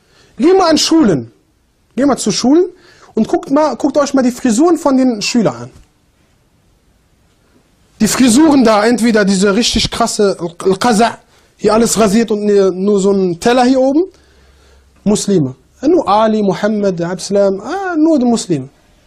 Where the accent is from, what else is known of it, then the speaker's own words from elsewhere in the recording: Germany; Ja, ich komme aus Deutschland, modern und so.